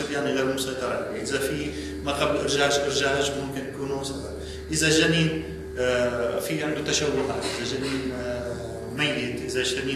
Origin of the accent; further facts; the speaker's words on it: Syria; عندنا بسوريا يختلف حسب المكان حسب المشفى حسب الكميات الطبية